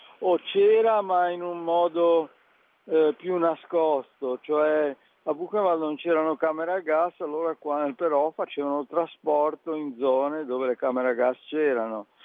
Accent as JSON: {"language": "Italian", "town": "Genoa", "region": "Liguria", "country": "Italy", "said": "Io sono di Genova."}